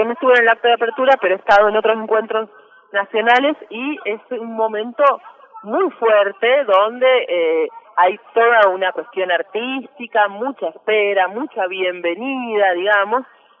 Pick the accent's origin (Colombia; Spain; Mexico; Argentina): Argentina; Mendoza; por ejemplo, las que venimos de Mendoza, ¿no?